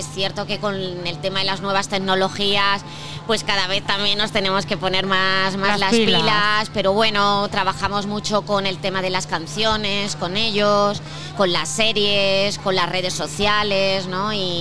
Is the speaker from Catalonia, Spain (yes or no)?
no; Alcalá de Henares, Community of Madrid, Spain; principalmente trabajamos en Alcalá de Henares, ¿no? Porque, bueno, pues somos de aquí, somos del barrio, ¿no?